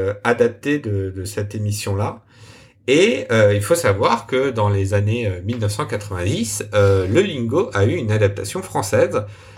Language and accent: French; France; C'était donc pour replacer un peu, donc début janvier, Wordle commençait à arriver chez nous en France.